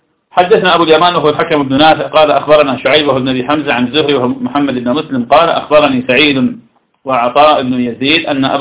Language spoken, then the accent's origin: Arabic; Iraq; درس عندنا في العراق